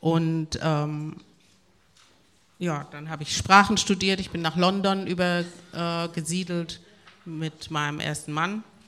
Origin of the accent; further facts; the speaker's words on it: Havana, La Habana, Cuba; born there; first language Spanish; German is a second language; Ich bin in Havanna geboren, Havanna, Kuba, und bin deshalb muttersprachlich Spanisch. Und bin zum Islam konvertiert. Ich bin eine Black Muslim in 1970.